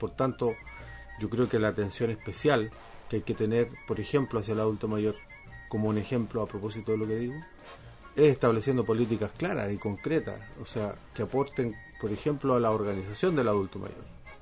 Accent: Chile; Nos tenemos que formar cívicamente como chilenos, como país.

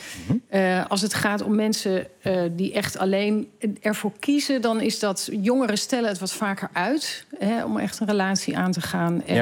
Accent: Netherlands; En dat doen we best veel als Nederlanders.

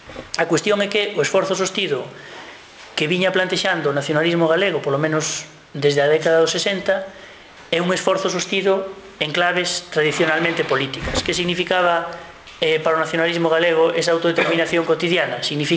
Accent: Galicia, Spain; Que vos somos os galegos, de que maneira nos terían que atender por cima de vascos e cataláns

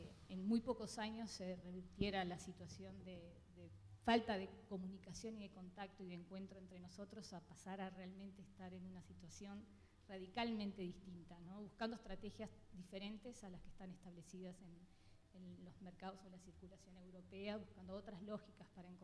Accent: Uruguay; Yo en mi caso, que soy uruguaya, vivo en Uruguay, me formé en Uruguay.

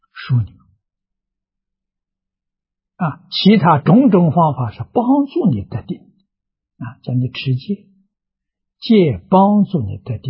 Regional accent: China; 像我们中国人讲自信本善

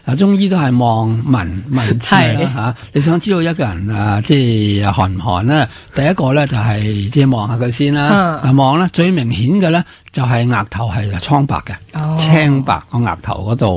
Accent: China; 我哋系中国人啦

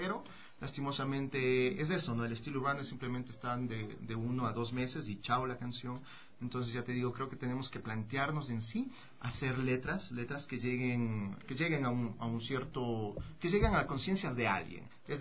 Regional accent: Ecuador; no, soy de aquí, soy ecuatoriano. Soy ecuatoriano.

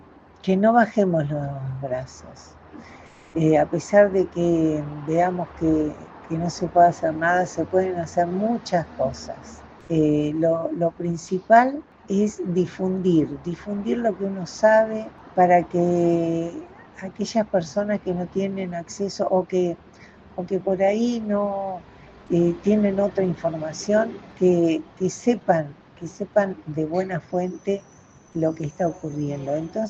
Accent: Argentina; No nos merecemos como argentinos todo lo que nos está pasando

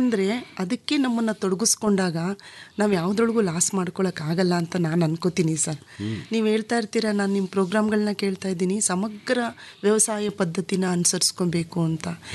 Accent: Ramanagara, Karnataka, India; born there; also born or lived in Mandya; Sir, ಅವರಿಗೆ ರಾಮನಗರದಲ್ಲಿ, ಅದೇ ಊರು ನಮ್ಮ ಹುಟ್ಟೂರಿನಲ್ಲೂ ಇತ್ತು.

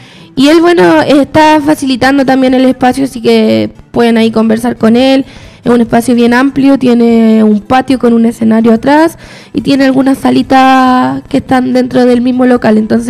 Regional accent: Puente Alto, Santiago Metropolitan Region, Chile; las tres somos de Puente Alto

